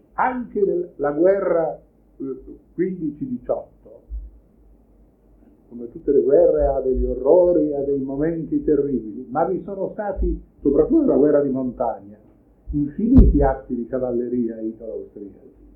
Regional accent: Veneto, Italy; Io sono veneto, quindi penso più al Veneto

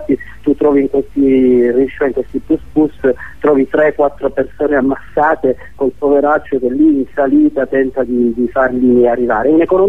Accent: Palermo, Sicily, Italy; io sono di Palermo, conosco bene di cosa parlo

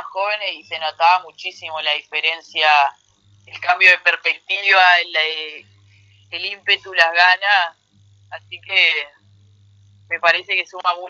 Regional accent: Paraná, Entre Ríos, Argentina; Paraná, que es donde yo nací y crecí toda mi vida

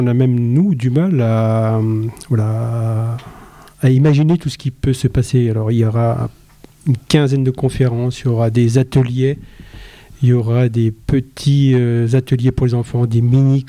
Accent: Saint-Étienne, Auvergne-Rhône-Alpes, France; also born or lived in Remiremont; Et puis, en fin de compte, moi, je suis de Saint-Étienne et Remiremont, donc voilà.

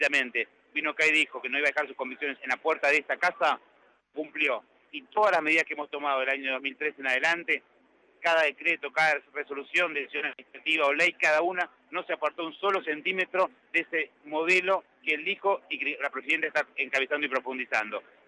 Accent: Argentina; creo que como tantos argentinos en ese momento

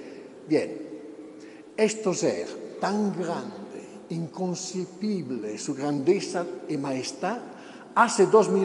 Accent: Italy; Spanish is a second language; El italiano, yo soy de Italia, el europeo, el mundo occidental, llamámoslos así, ya no cree que Jesucristo es Dios.

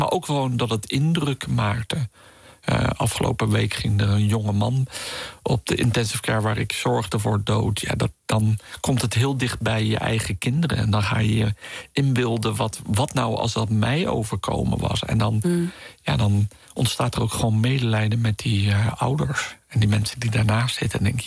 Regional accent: Netherlands; Dus je moet dan als Nederlander moeite doen om daar echt van bij hun te horen.

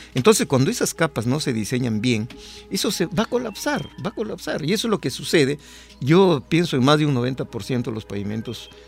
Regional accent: Peru; nosotros como peruanos, ¿no?

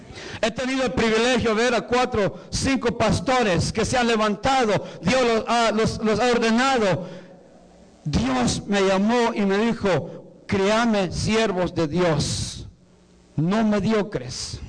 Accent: Guatemala; born there; Voy a ir a Guatemala, una campaña allá de mi casa donde yo nací.

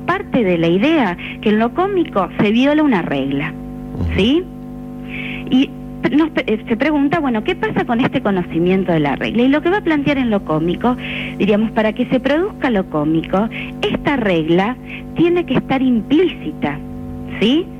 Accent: Argentina; Nosotros, digo, como argentinos, uno podría pensar, ¿no?

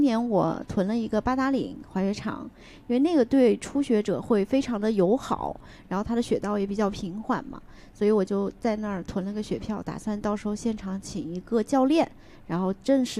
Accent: South China, China; 我也是，我是个南方人，我更是。

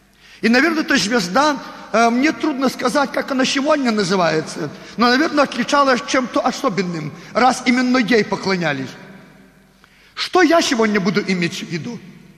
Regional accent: Belarus; Russian is a second language; Мы белорусы. На русском языке с акцентом говорим.

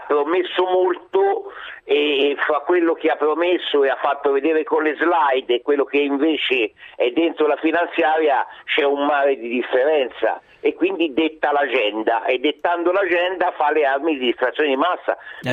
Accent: Naples, Campania, Italy; io da buona partenopea e donna

